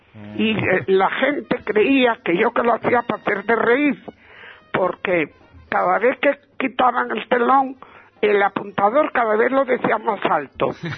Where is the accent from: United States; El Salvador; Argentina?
Argentina; Digo, ¡soy de Argentina!